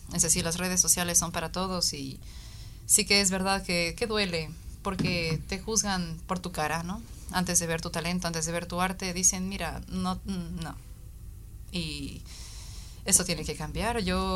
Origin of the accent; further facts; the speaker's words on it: Ecuador; now in Spain; Yo soy de Ecuador, pero han habido personas de todos lados de España también